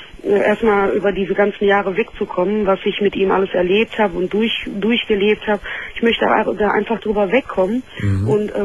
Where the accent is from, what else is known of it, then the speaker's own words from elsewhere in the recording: Morocco; Aus Marokko.